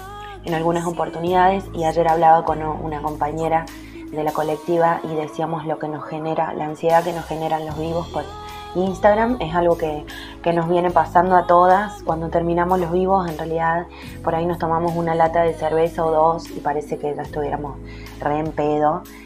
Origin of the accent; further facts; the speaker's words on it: San Luis, Argentina; de San Luis, vivo en Juanacoslay, en una ciudad que está a unos kilómetros de San Luis Capital.